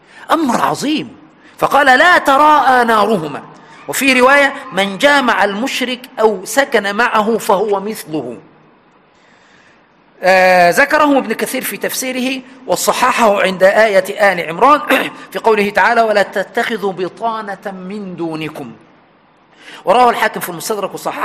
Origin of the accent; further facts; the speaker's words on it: Egypt; عندنا في مصر سبحان وإحنا عيال صغيرة يعني 4 5 6 سنين